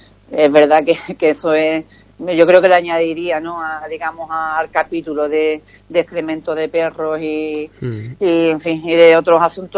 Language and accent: Spanish; Ubrique, Andalusia, Spain; para necesidades de Ubrique, yo quiero que entre gente de mi pueblo, que además son a los que nos debemos